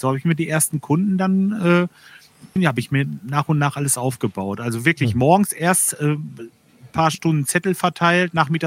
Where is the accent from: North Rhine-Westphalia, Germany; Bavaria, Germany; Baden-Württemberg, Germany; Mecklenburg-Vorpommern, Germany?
North Rhine-Westphalia, Germany; Lemgo; also born or lived in Bad Salzuflen; Ja, ursprünglich aus Lemgo. Geboren bin ich in Bad Salzuflen, dann in Lemgo groß geworden und jetzt wohne ich im Kalletal. Im kleinen Örtchen Kalle, das ist eigentlich so die südlichste Spitze vom Kalletal.